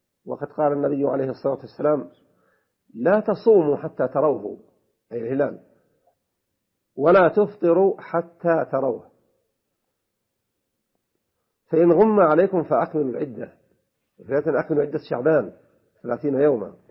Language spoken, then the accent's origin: Arabic; Saudi Arabia; المتقرر عندنا في المملكة العربية السعودية الاعتبار برؤية القمر